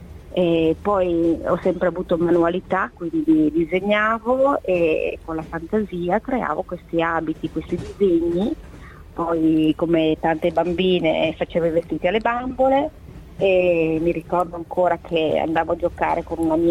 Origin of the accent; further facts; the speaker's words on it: Verona, Veneto, Italy; io sono di Verona, e quindi ho iniziato là, e poi mi sono trasferita a Castiglione delle Stiviere per lavorare per questa azienda.